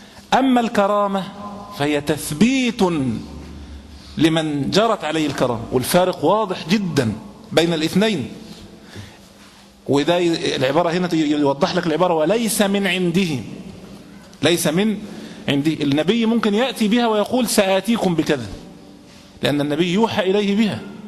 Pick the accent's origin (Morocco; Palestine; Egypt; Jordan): Egypt; وإن كان في بلادنا مصر الحمد لله تقريبا شبه الحمد لله بدأوا ينقرضوا